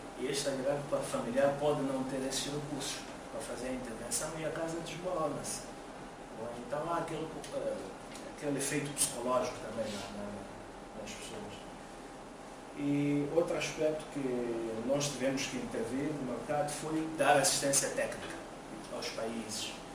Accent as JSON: {"language": "Portuguese", "country": "Mozambique", "said": "Até já estão a invadir o mercado na África Austral, em Moçambique, de onde eu venho."}